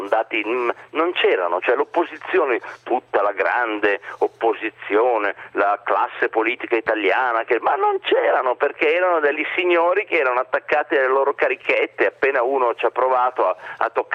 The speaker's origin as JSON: {"language": "Italian", "town": "Crema", "region": "Lombardy", "country": "Italy", "tie": "born or raised there", "also_born_or_lived": "United States / United Kingdom / Russia", "said": "io sono un provinciale internazionale, mi piace questa definizione, mi piace molto. Io sono nato a Crema, vivo a Crema, però è vero che lavoro a Milano e che ho vissuto in America, in Inghilterra, in Russia"}